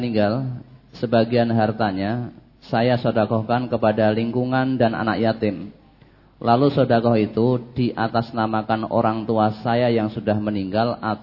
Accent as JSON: {"language": "Indonesian", "town": "Temanggung", "region": "Central Java", "country": "Indonesia", "said": "Saya dari Temanggung."}